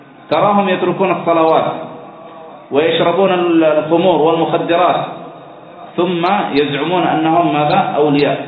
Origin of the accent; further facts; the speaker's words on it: Aden, Yemen; لماذا عمرت بريطانيا؟ لماذا عمرت عندنا في عدن؟